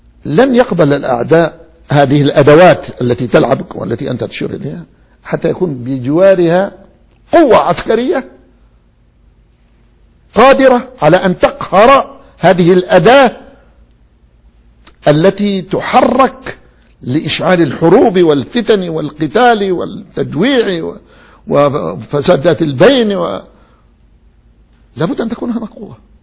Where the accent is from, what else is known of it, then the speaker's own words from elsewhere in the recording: Yemen; أولا يجب أن نعترف نحن أبناء اليمن